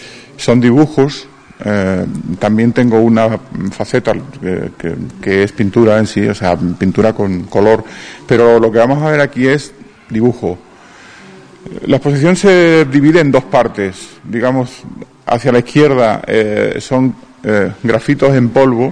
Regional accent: Almendralejo, Extremadura, Spain; Yo soy extremeño, de Almendralejo, y es un pueblo muy activo, muy dinámico.

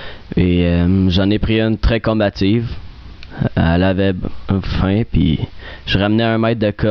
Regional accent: L'Assomption, Quebec, Canada; Je viens d'un banlieue de Montréal à l'Assomption.

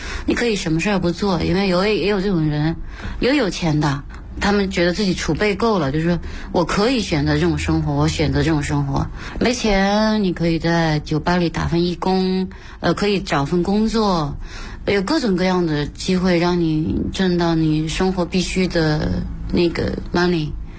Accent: Beijing, China; 我是跟不上我们北京人走路的步子

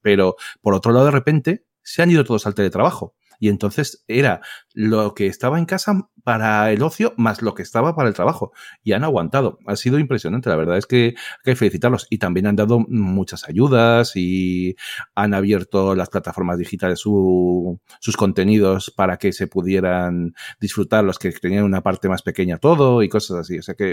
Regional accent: Madrid, Community of Madrid, Spain; como la mayoría saben, soy de Madrid

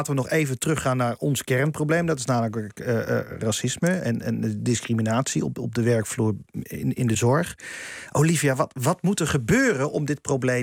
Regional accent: Abcoude, Utrecht, Netherlands; Ik kom uit Apkoude

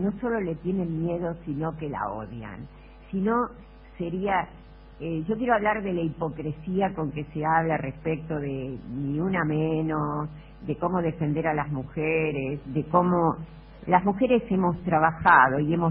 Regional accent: Argentina; lo que nos enorgullece como argentinos.

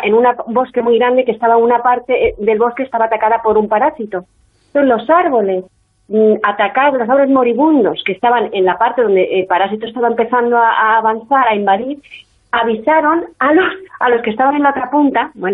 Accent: Quebec, Canada; yo nací en Canadá y entonces yo soy hija de padres de padres españoles que estaban en Canadá.

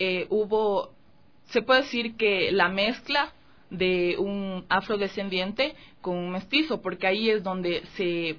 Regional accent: Quito, Pichincha, Ecuador; Y, bueno, mis papás son de Ibarra, pero yo nací aquí en Quito.

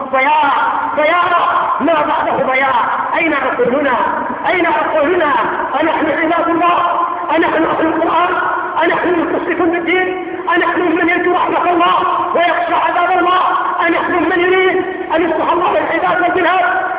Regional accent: Yemen; بالنسبة عندنا في اليمن القاف ضيع المسلمين

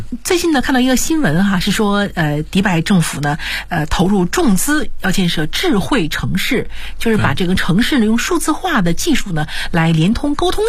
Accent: China; 也谈到了在我们中国人过传统节日的时候哈

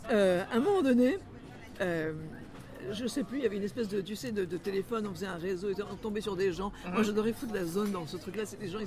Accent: Quebec, Canada; accent: Québécois; J'ai dit à Mireille, je pourrais pas arrêter d'être québécoise, j'aurais perdu mon accent.

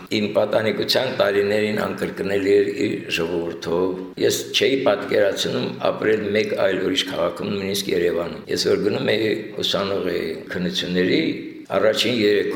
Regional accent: Stepanakert, Nagorno-Karabakh, Azerbaijan; Ասացիք արդեն, ծնվել եմ Ստեփանակերտում, 7 տարեկանից հաճախեցի Ստեփանակերտին նորաբաց գիշերօթիկ դպրոց։

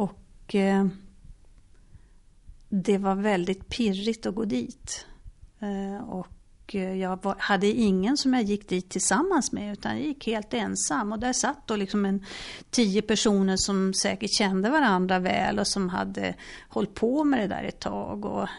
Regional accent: Luleå, Norrbotten County, Sweden; Så att hela min ungdom fram till dess jag flyttade från Luleå, men också efteråt, handlade om att varje fredag eftermiddag, varje lördag stå utanför systemet och sälja tidning

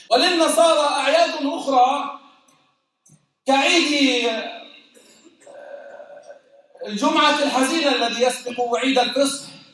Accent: Jordan; لما يروج له في بلدنا الأردن

